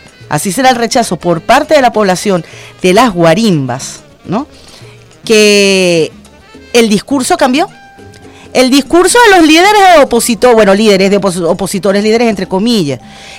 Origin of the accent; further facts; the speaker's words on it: Venezuela; aquí todos y todas somos venezolanos